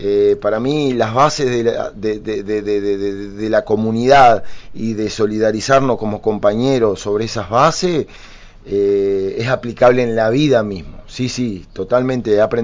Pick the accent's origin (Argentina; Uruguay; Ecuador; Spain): Uruguay; Durazno; mi pueblo, la gente de Durazno, siempre me ha apoyado, siempre ha estado conmigo.